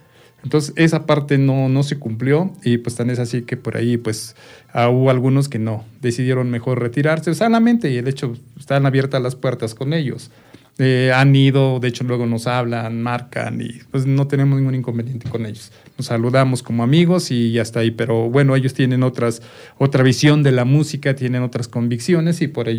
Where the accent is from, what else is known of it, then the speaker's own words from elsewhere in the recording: Tepetlixpa, State of Mexico, Mexico; yo soy de Tepetlixpa, la mitad de los integrantes somos de Tepetlixpa.